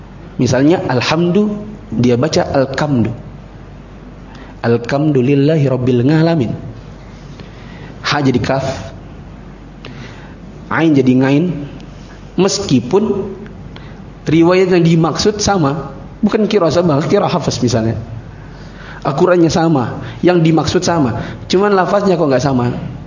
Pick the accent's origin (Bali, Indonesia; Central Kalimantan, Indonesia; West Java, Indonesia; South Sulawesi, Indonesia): South Sulawesi, Indonesia; saya juga Bugis.